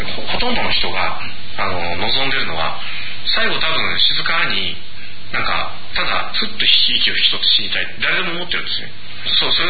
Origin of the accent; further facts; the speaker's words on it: Tokyo, Japan; 僕は東京で育ちながら宮古島のことをよく知ってて、で向こうに帰るとああだけど東京に行くとこうっていうんで